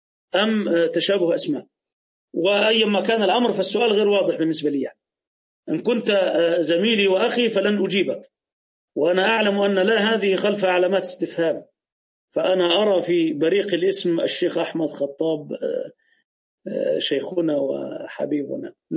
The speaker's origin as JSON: {"language": "Arabic", "country": "Egypt", "said": "عندنا في مصر الزوجة إذا أراد والدها تزويجها يجهزها بمبلغ وقدره"}